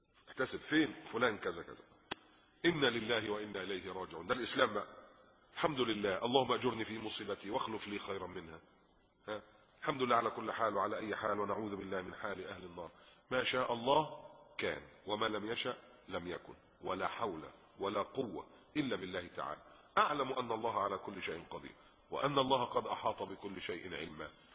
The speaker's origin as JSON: {"language": "Arabic", "country": "Egypt", "lives_now": "Qatar", "said": "الحمد لله انتم ما عندكوش الكلام ده من فضل الله هنا في قطر. عندنا في مصر بقى انصب شادر."}